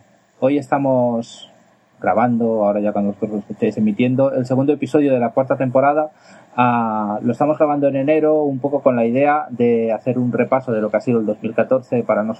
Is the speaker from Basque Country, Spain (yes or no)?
no; Moncada, Valencian Community, Spain; que ha sido en mi pueblo, Moncada y Reixac